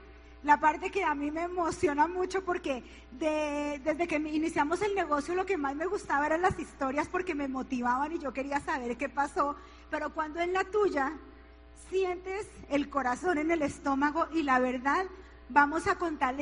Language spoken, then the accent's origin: Spanish; Bogotá, Colombia; born there; ella tenía 8 meses de embarazo en Arma Caldas, esa era yo, y nací en Bogotá.